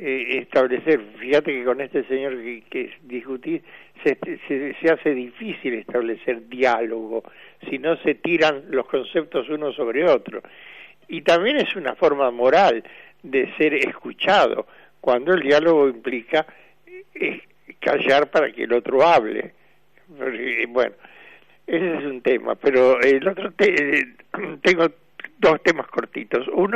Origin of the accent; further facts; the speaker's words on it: Argentina; No, por favor, somos bien argentinos.